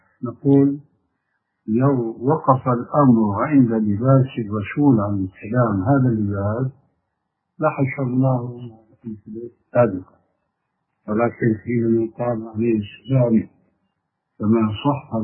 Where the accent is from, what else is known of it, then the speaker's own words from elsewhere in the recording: Syria; المقصود عندنا في سوريا مثلا يسمون الشاروخ أو يسمون الصندل أو ما شابه ذلك.